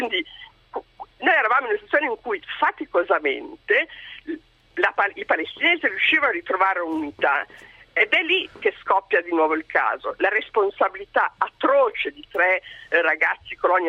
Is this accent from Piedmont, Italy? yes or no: yes; Piedmont, Italy; Io vengo dalla Repubblica dell'Ossola